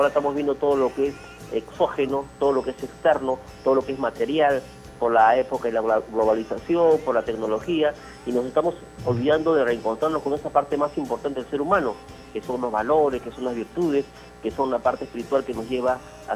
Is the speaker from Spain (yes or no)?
no; Callao, Peru; la tierra que me vio nacer, el Callao. Yo he estado muchos años, la mayor parte de mi juventud, de mi adolescencia, lo he pasado en el Callao.